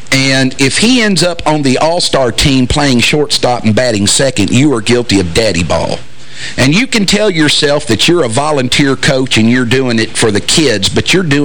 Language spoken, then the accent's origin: English; Kentucky, United States; but I am from Kentucky, so I'm insecure about that myself.